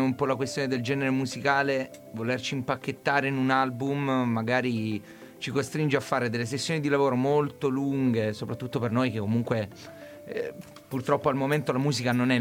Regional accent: Apulia, Italy; vengo dalla Puglia.

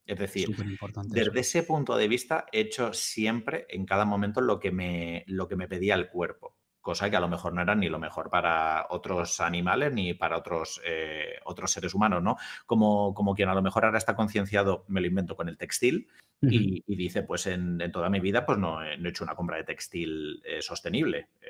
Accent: Albacete, Castilla-La Mancha, Spain; soy de Albacete, tampoco he tenido mucha elección durante toda mi infancia y adolescencia

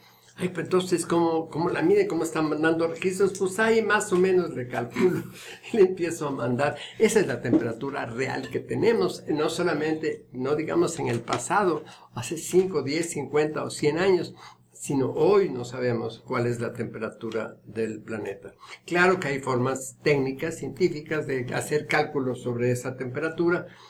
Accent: San Pablo Etla, Oaxaca, Mexico; En mi pueblo, en San Pablo Etla

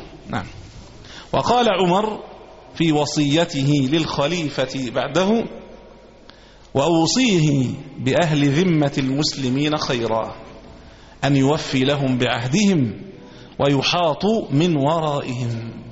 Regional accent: Egypt; ولذلك إحنا كمصريين نسمى، كمسلمين نسمى مسلمين

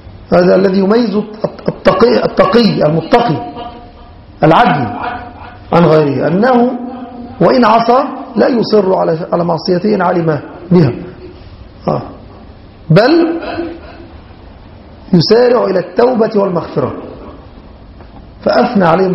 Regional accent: Egypt; ممن كان يعرف بالسنة في بلادنا مصر

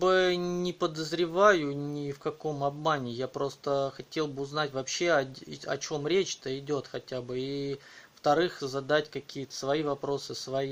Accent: Moscow, Russia; Нет, знаете, дело в том, что я из Москвы.

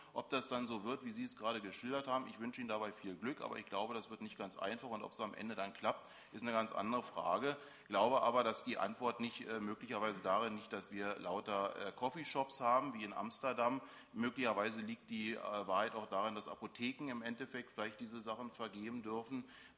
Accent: Berlin, Germany; ich komme aus Reinickendorf geografisch

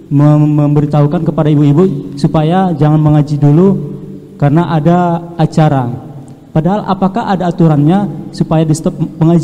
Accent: Aceh, Indonesia; now in Bekasi, Indonesia; asal dari Aceh, sekarang sudah berdomisili di Tambun, Bekasi.

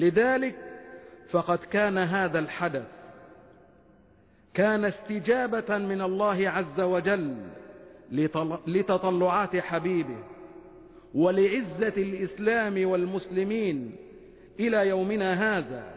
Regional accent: Egypt; وأن يحفظ بلدنا مصر وشعبها وقائدها وكل مؤسساتها من كل مكروه وسوء

